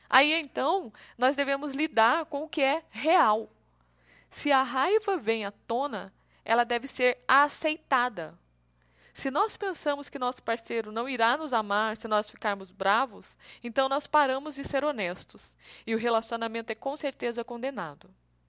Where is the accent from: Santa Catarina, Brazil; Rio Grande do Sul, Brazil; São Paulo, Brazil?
São Paulo, Brazil; São José dos Campos; aqui em São José dos Campos, olhando para o banhado lindo, maravilhoso, da minha cidade natal.